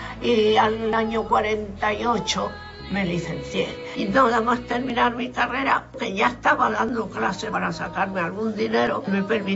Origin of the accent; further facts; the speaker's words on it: Madrid, Community of Madrid, Spain; born there; Yo nací en Madrid en 1921